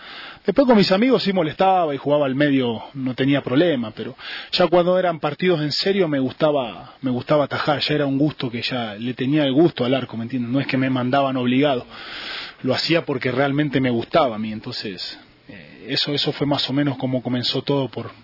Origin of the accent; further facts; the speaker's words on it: Argentina; also born or lived in Ecuador; yo me nací en Ecuador, pero me crié en Argentina.